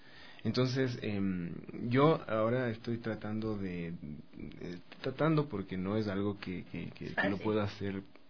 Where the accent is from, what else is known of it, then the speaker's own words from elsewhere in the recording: Ecuador; Empecemos como a redescubrir ese valor que teníamos como sociedad, como ecuatorianos, ¿no?